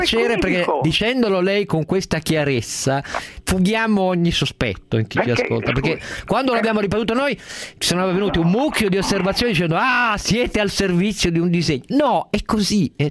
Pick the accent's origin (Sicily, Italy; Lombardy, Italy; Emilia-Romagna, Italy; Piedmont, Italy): Piedmont, Italy; Turin; io da torinese ovviamente inizio ogni mattina di lì a leggere i giornali